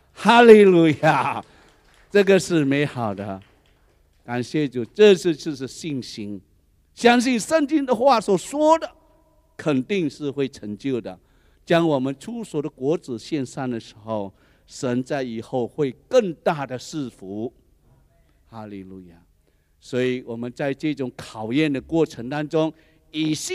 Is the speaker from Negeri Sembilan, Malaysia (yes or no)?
yes; Seremban, Negeri Sembilan, Malaysia; 我回去斯迪旺的时候，都会吃什么那个云吞面啊、干拌面啊，还有这卤面啊，都是我们家乡的菜